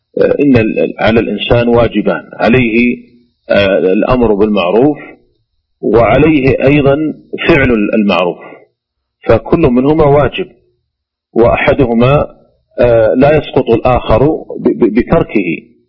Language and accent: Arabic; Saudi Arabia; وعندنا في المملكة العربية السعودية ولله الحمد المحكمة العليا